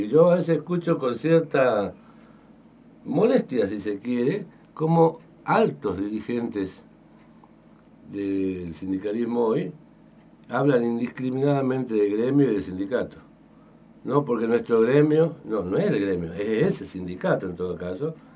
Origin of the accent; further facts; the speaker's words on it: Tucumán, Argentina; now in Misiones, Argentina; yo soy de Tucumán, nací en Tucumán, me malcrié allá. después tuve la posibilidad de elegir de venir a vivir acá a Misiones.